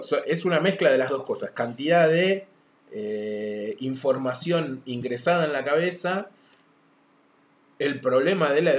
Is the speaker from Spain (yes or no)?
no; Ushuaia, Tierra del Fuego, Argentina; nosotros venimos de Ushuaia